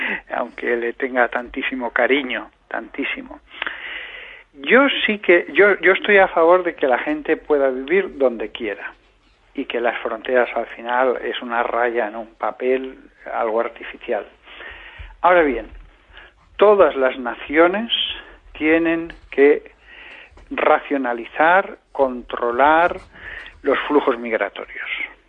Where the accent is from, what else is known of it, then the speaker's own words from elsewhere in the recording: Aragon, Spain; Yo hablo con pasión y entusiasmo, como buen aragonés que soy